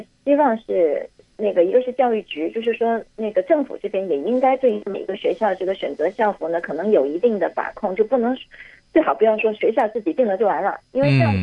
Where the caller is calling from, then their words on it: Hong Kong; 我这是从香港打来的。